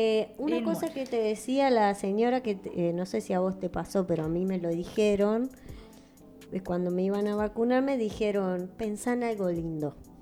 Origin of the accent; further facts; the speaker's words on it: Uruguay; now in Paraguay; yo, que casi que soy paraguaya, porque me alejé tanto de Uruguay que casi que soy paraguaya